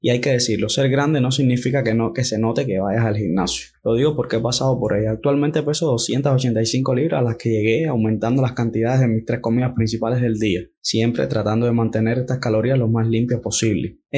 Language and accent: Spanish; Cuba; en mi caso, que soy de Cuba, pues no cuesta nada, hasta donde tengo entendido